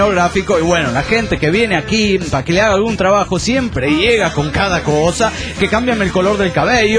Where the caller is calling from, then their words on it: Irapuato, Guanajuato, Mexico; de Irapuato, Guanajuato, México.